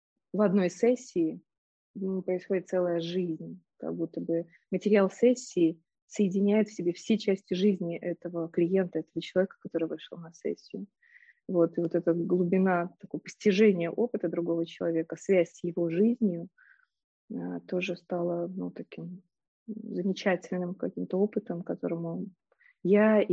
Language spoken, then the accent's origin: Russian; Minsk, Belarus; Я родом из Минска, и поэтому мои первые университеты — это вот университет педагогический в Минске.